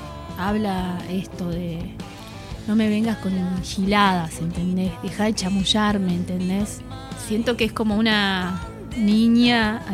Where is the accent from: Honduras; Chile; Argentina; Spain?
Argentina; Merlo, San Luis; soy de Merlo, de San Luis, ahí nacida y criada.